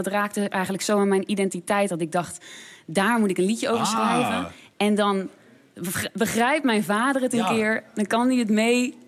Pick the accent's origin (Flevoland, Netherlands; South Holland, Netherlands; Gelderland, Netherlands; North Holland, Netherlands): South Holland, Netherlands; Hazenswoude-Dorp; Ik kom oorspronkelijk uit de buurt. Ik kom uit Hazenswoude-dorp.